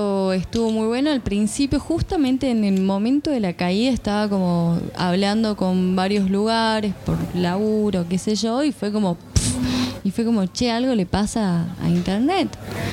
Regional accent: San Luis, Argentina; Yo sé de San Luis.

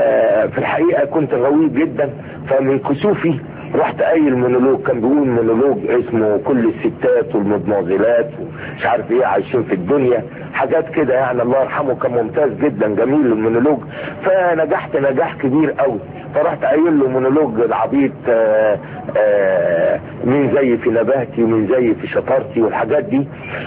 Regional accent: Suez, Suez Governorate, Egypt; انا من السويس، من مدينه السويس.

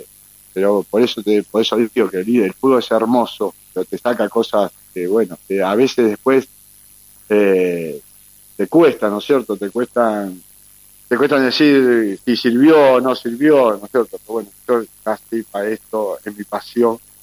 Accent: Avellaneda, Buenos Aires Province, Argentina; born there; nací en Avellaneda, iba caminando en vez de tomar un colectivo

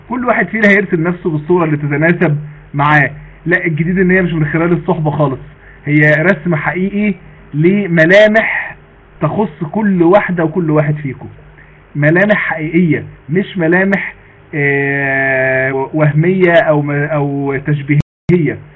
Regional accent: Mansoura, Dakahlia, Egypt; عندنا في المنصورة،

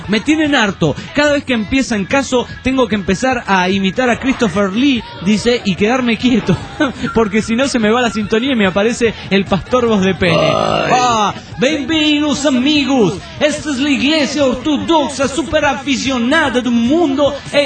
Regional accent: Tarija, Bolivia; Un saludo para todos los tarijeños.

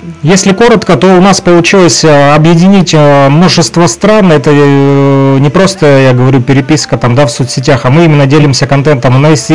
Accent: Luhansk Oblast, Ukraine; в том числе и мы из ЛНР.

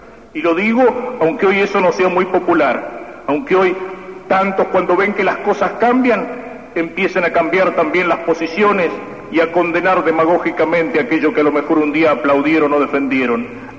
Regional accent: Argentina; Nos preocupa como argentinos, nos preocupa como católicos.

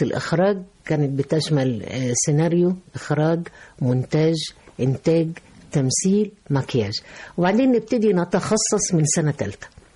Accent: Egypt; لكن في النهاية احنا بنحمل جوانا، انا مش عايز اقول الشركسي وإلى آخره، لكن عايز اقول ان انا مصرية 100%.

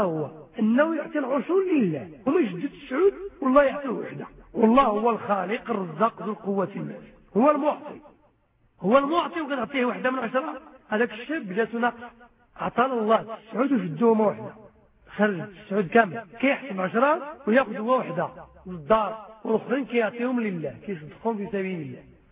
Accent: Morocco; هذا هو الإنسان العادي عندنا في المغرب

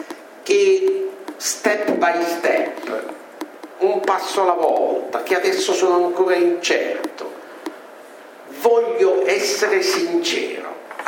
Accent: Rome, Lazio, Italy; E usando il dialetto che ci accomuna, essendo romani, no?

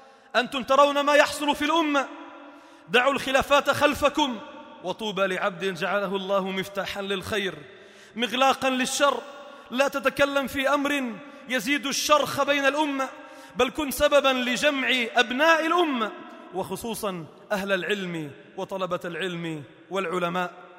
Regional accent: Sidon, South Governorate, Lebanon; الحمد لله بدأت تترقى عندنا في صيدا وفي لبنان

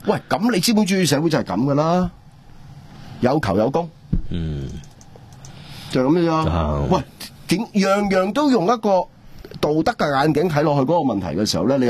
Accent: Hong Kong

